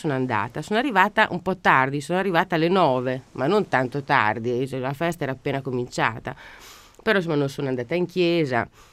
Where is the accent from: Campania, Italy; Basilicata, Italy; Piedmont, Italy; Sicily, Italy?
Campania, Italy; Naples; Dato io napoletano